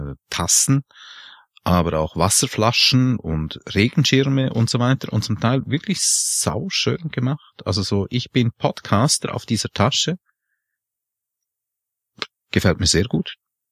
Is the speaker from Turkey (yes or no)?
no; Switzerland; wenn der Franzose und der Italiener und eben ich als Schweizer versuchen, gemeinsam Englisch zu sprechen.